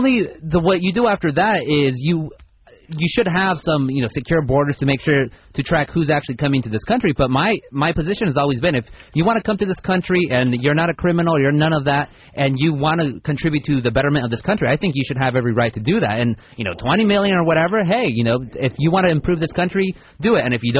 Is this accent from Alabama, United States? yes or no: no; Anaheim, California, United States; born there; first language Spanish; English is a second language; The first language I spoke until about 6 years old, and I was born in Anaheim here, was Spanish. And now I speak, you know, relatively good English and relatively good Spanish.